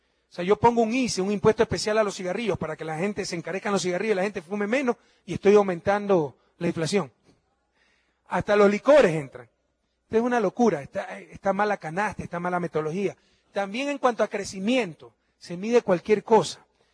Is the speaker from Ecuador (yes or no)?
yes; Ecuador; todos los ecuatorianos que pagamos 3 mil millones de dólares.